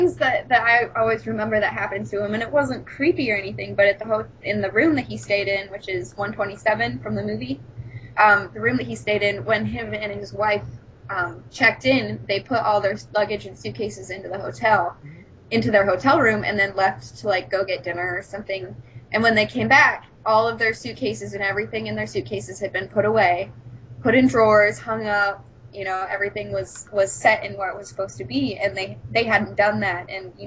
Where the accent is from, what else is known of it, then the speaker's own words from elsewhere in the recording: Denver, Colorado, United States; Yeah, I was born and raised in Denver, so I have a very very soft big spot soft spot in my heart for anything Colorado.